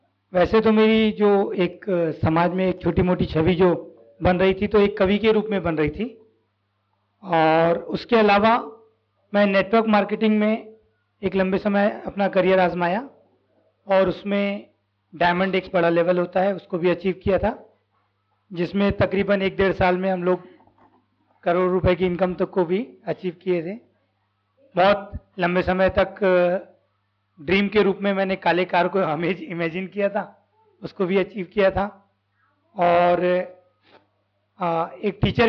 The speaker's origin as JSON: {"language": "Hindi", "town": "Raipur", "region": "Chhattisgarh", "country": "India", "said": "मैं रायपुर छत्तीसगढ़ से हूँ और 2009 में मैंने पहली बार"}